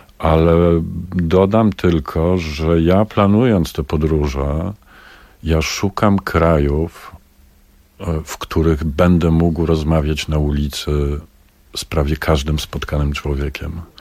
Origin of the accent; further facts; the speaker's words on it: Warsaw, Masovian Voivodeship, Poland; bo my jesteśmy z pogranicza rzeczywistości, jakim jest i był Grochów. My jesteśmy z Grochowa.